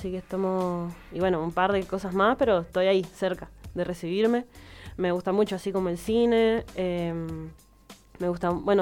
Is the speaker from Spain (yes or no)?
no; Mendoza, Argentina; Y de acá de Mendoza somos la Alex Mine, la Lila y yo.